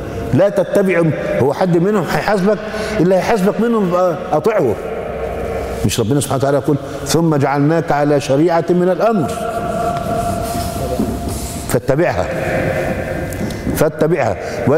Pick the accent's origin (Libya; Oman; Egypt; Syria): Egypt; زي اللي عندنا في مصر